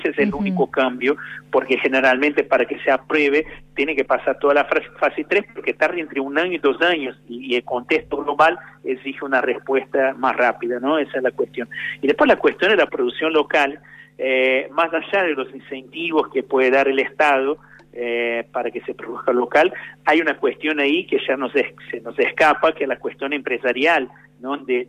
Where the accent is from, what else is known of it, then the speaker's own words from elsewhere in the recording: Brazil; yo que soy de Brasil, puedo decir con mucha propiedad que venís a una temperatura media de 35 grados, 36 grados, por lo menos donde vivía yo